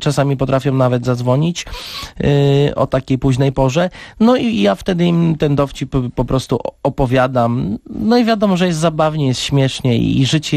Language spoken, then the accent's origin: Polish; Tomkowice, Lesser Poland, Poland; Przyjechałem z Tomkowic i to może dlatego też, no bo od urodzenia już jestem zabawny